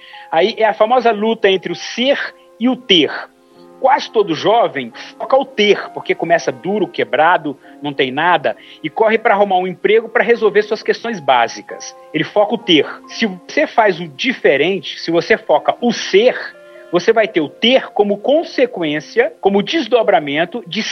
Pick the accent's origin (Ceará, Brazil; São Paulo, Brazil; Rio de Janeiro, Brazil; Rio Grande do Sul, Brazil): Ceará, Brazil; eu sou do interior do Ceará, como disse a vocês.